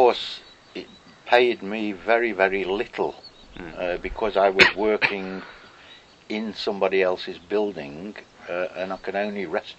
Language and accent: English; Stafford, West Midlands, United Kingdom; So I was born and lived in Stafford. Mm. It is really a small county town compared with most counties.